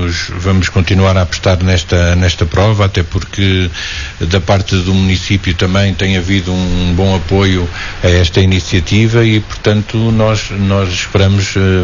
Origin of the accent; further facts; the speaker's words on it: Portugal; como bons portugueses, vamos deixar tudo para quinta-feira